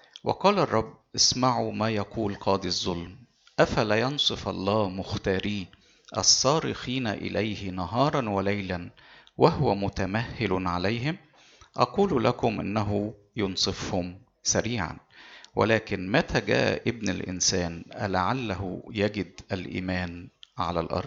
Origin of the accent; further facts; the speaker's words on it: Egypt; مشكلتنا في المجتمع المسيحي عندنا في مصر هنا